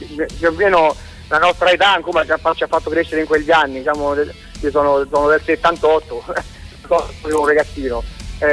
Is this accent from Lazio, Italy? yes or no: yes; Rome, Lazio, Italy; Noi siamo di Roma.